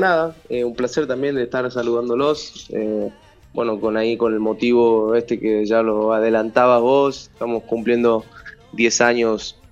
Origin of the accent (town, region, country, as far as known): Tucumán, Argentina; now in Córdoba, Argentina